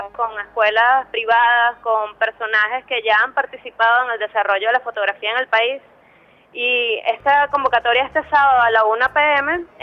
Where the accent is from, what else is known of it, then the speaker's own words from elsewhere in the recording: Maracay, Aragua, Venezuela; Yo soy de Maracay, del Limón.